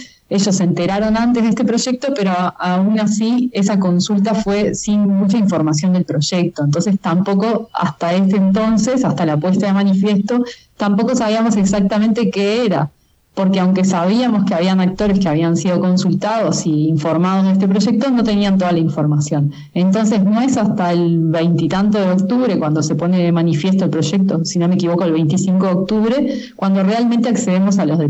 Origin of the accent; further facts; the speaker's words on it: Montevideo, Uruguay; now in Punta Ballena, Uruguay; Yo soy originaria de Montevideo, pero vivo acá hace como 3, 4 años.